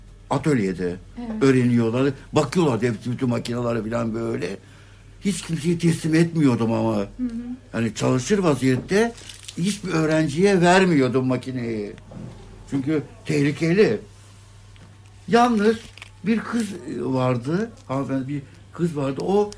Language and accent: Turkish; Adalar, Istanbul, Turkey; Doğduğumdan beri buradayım adada. Evet. 941 doğumluyum. Tam 80'e girdim şimdi. Yaşım 80. Ondan sonra işte burada doğdum. Burada büyüdüm.